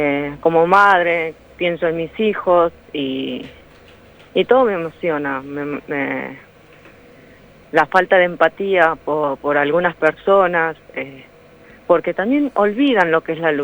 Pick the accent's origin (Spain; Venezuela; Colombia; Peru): Peru; now in Argentina; Yo soy peruana, me vine acá muy joven y bueno, como extranjera, como compatriota, es más, a veces me siento más argentina que el presidente. Y como dije, yo tengo mis hijos acá